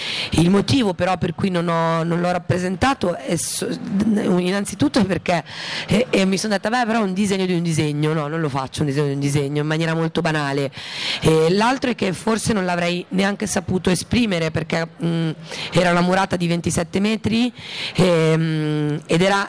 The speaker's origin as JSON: {"language": "Italian", "town": "Cinisello Balsamo", "region": "Lombardy", "country": "Italy", "tie": "born or raised there", "said": "io sono di Cinisello Balsamo, e a Cinisello Balsamo sono nata in via Martiri Palestinesi"}